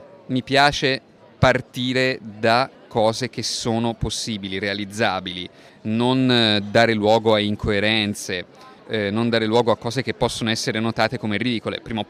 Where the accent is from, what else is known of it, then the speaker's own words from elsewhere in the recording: Pisa, Tuscany, Italy; nel senso che io sono di Pisa e il litorale pisano, che era stato in un primo tempo la scelta originale